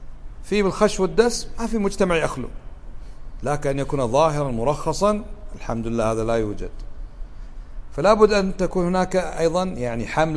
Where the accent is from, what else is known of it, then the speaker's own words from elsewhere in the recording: Kuwait; اليوم بعض الناس يدعو إلى إباحة الخمور في بلدنا الكويت